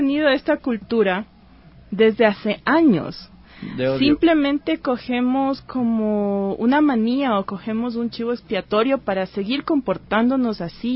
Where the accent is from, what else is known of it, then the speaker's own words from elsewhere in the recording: Manabí, Ecuador; yo soy costeña, yo soy manabita.